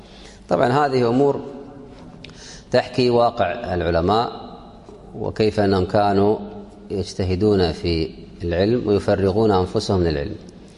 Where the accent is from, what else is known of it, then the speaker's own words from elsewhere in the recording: Kuwait; وعندنا في الكويت قراءات ولله الحمد